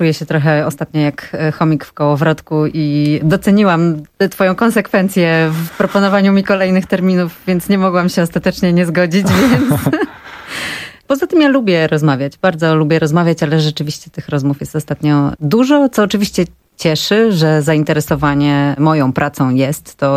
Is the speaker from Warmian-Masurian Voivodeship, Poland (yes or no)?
yes; Elbląg, Warmian-Masurian Voivodeship, Poland; born there; Rodzina mojej mamy mieszka w Elblągu i ja się urodziłam w Elblągu i pierwsze 2 lata życia spędziłam w Elblągu.